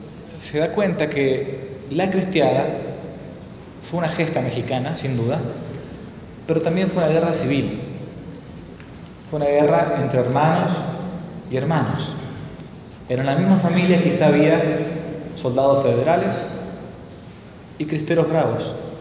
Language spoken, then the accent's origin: Spanish; Argentina; Yo soy argentino, vivo muchos miles de kilómetros de acá